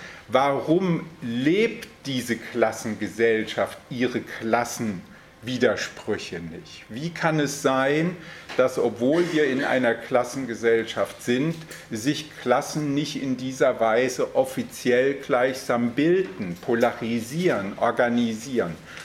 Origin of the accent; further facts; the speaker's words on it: Hesse, Germany; Ich komme ja hier aus der Ecke in der Nähe von Frankfurt.